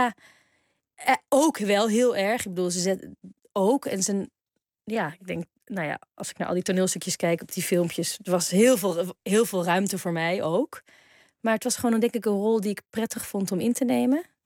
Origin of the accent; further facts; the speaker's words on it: Netherlands; toen ik opgroeide hadden we in Nederland 1, 2 en 3.